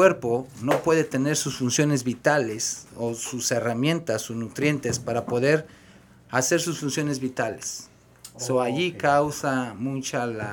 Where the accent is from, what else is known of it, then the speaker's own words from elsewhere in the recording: Sahuayo, Michoacán, Mexico; Bueno, yo soy originario de México, exactamente Michoacán.